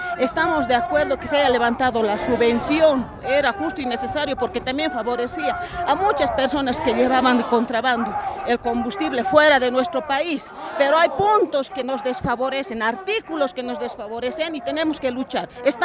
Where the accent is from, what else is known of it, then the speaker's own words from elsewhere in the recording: Bolivia; Entonces nosotros como bolivianos tenemos que luchar